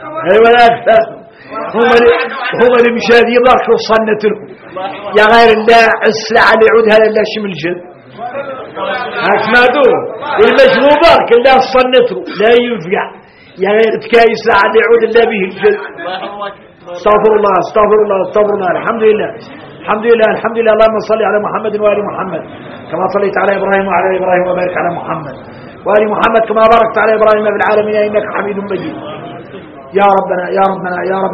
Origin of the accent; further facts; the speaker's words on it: Mauritania; انا موريتاني